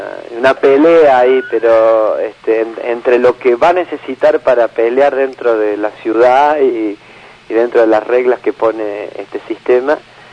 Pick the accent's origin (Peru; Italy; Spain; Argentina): Argentina; Córdoba; mirá que como buen cordobés le doy a la... como ya lo has visto.